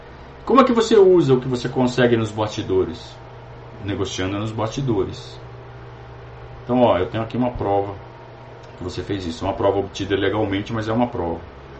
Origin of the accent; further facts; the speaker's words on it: Sorocaba, São Paulo, Brazil; lá de Sorocaba, minha terra, Sorocaba.